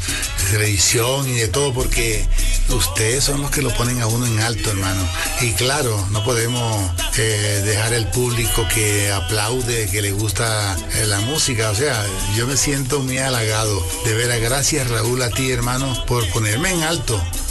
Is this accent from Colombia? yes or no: yes; Colombia; igual que yo como colombiano aprecio mucho el talento mexicano